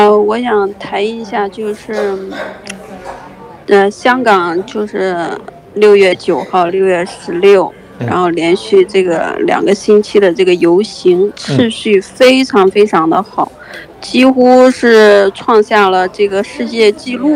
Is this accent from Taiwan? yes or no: no; China; 我们从小，我们大陆人从小，我们根本就不知道他教的那些东西，